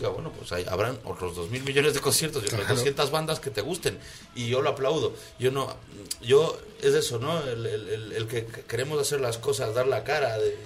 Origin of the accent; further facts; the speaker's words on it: Quito, Pichincha, Ecuador; yo soy de Quito, pero... Pero yo no sé si es que nos quieren más en Quito o nos quieren más en Ambato.